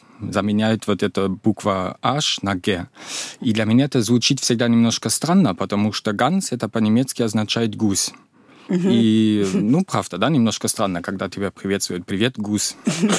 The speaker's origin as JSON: {"language": "Russian", "region": "East Germany", "country": "Germany", "second_language": "Russian", "said": "у меня было мало родственников в Западной Германии, я сам из Восточной Германии."}